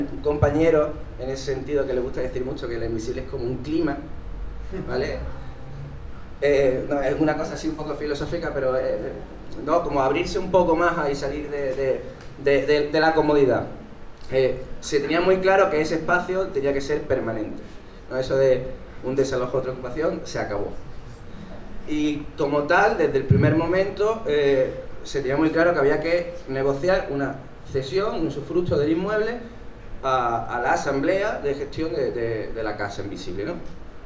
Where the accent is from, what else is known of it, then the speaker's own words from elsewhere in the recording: Málaga, Andalusia, Spain; vengo de Málaga.